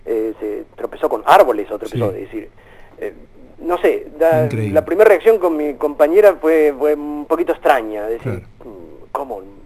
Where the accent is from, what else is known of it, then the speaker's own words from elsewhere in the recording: Argentina; yo, por ejemplo, no me embandero como argentino, sino me embandero más como latino.